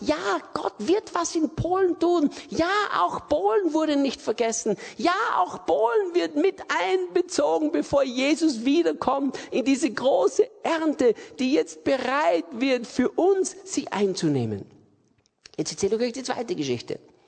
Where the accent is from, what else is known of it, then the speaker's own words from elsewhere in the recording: Austria; Ich bin aus Österreich.